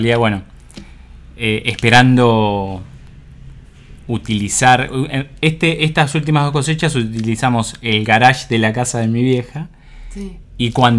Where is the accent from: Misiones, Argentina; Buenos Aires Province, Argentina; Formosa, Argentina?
Buenos Aires Province, Argentina; San Miguel del Monte; yo soy nacido y criado en San Miguel del Monte, provincia de Buenos Aires.